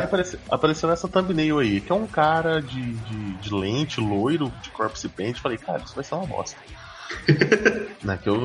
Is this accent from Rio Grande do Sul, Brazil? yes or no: no; Minas Gerais, Brazil; Não, sou de Minas.